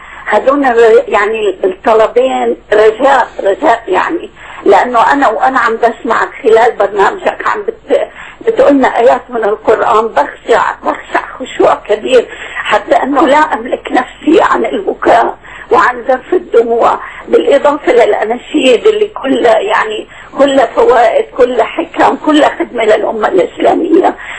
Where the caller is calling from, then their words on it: Qatar; أنا من قطر عم بتكلم.